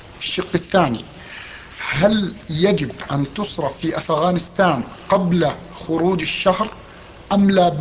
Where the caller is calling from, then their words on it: Canada; ثم أرسلته الفلوس أنا من كندا فوصلت بعد العيد